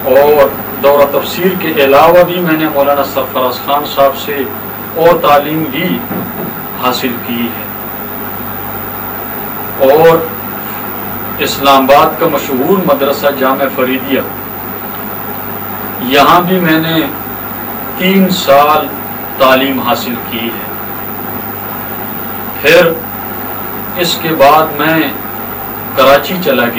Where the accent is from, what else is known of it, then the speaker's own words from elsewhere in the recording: Kohat, Khyber Pakhtunkhwa, Pakistan; also born or lived in Karachi / Punjab; اس گنبٹ قصبے کا میں رہنے والا ہوں. میری پیدائش اسی کوہاٹ کے علاقے میں سینی گنبٹ کے قصبے میں ہوئی ہے اور میں نے تعلیم پھر اپنے کوہاٹ میں بھی حاصل کی.